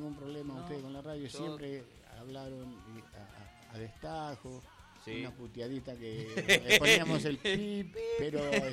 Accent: Esteban Echeverría, Buenos Aires Province, Argentina; somos todos de Esteban Echeverría.

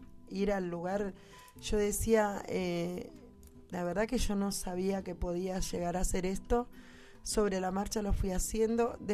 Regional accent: Buenos Aires, Argentina; yo me crié en Villa Lugano. Mi mamá me trajo a los 6 meses y de ahí me crié, sé cómo son las cosas, cómo se vive.

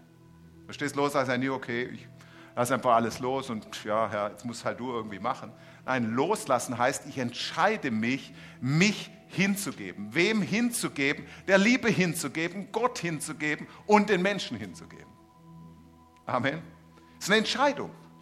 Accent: Stuttgart, Baden-Württemberg, Germany; Ich bin da ja aufgewachsen in Untertürkheim.

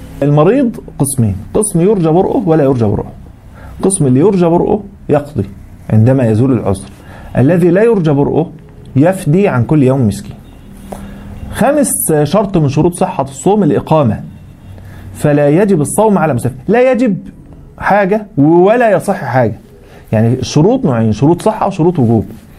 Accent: Egypt; عندنا في مصر الحمد لله 7 مراصد بيرصدوا الهلال

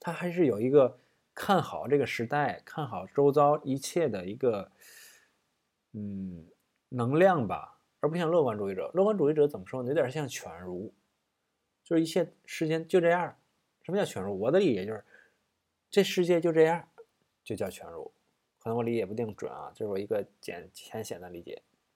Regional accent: Tianjin, China; 因为我是天津人，我可能会带一些，就跟你上课接下茬那样的一个过程

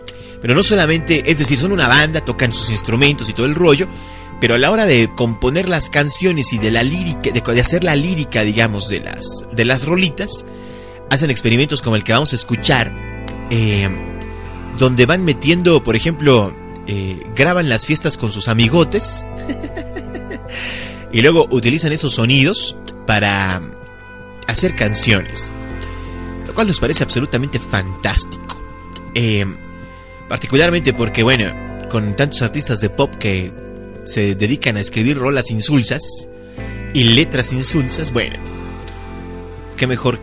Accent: Mexico; no están hablando del país México, no están hablando de todos nosotros como mexicanos

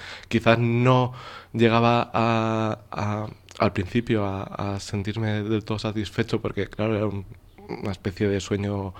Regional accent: Bilbao, Basque Country, Spain; Y pintor, y soy de Bilbao, cosa también, importante.

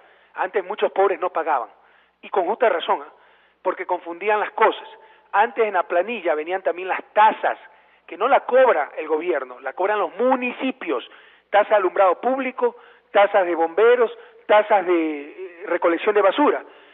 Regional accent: Guayaquil, Guayas, Ecuador; como inicio de la fiesta de julio en mi ciudad natal, Guayaquil

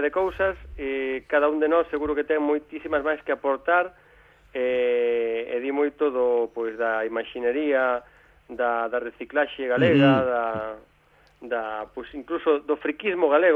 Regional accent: Galicia, Spain; como os galegos estamos en todas partes

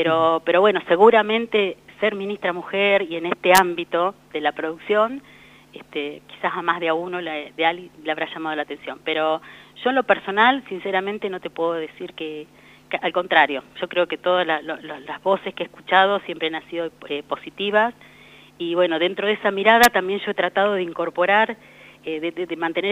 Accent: Ataliba Roca, La Pampa, Argentina; me crié en Ataliba Roca

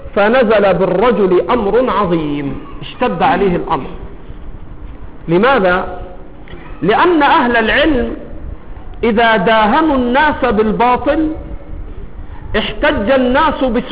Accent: Egypt; accent: Egyptian; طاهر ولد من ولاده على لهجتنا المصرية.

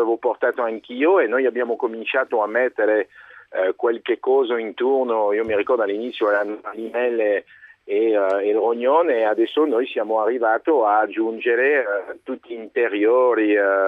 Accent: Brittany, France; now in Italy; perché io sono originario della Bretagna

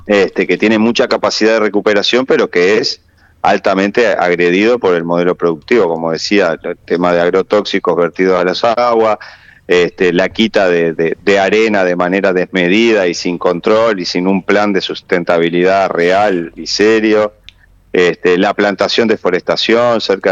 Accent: Santa Lucía, Canelones, Uruguay; yo en particular vivo en Santa Lucía, la mayoría de quienes estamos en la asamblea somos oriundos de Santa Lucía

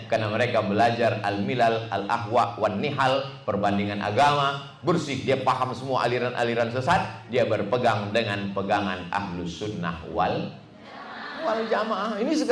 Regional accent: Sumatra, Indonesia; born there; Saya lahir di Sumatera sebagai orang Melayu tahun 77.

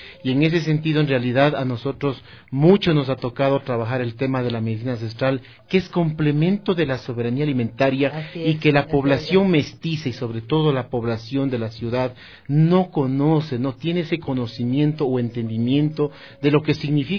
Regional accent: Huangopolo, Pichincha, Ecuador; yo soy de aquí, de las parroquias rurales del Cantón Quito. La parroquia mía es Huangopolo, mi tierra del cedazo, del arte, de la artesanía, es un pueblo maravilloso

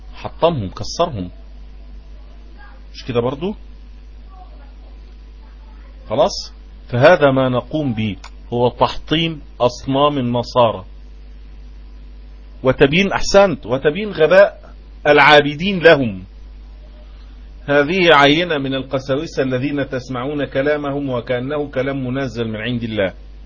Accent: Egypt; ده لما بيبقى فيه عندنا في مصر

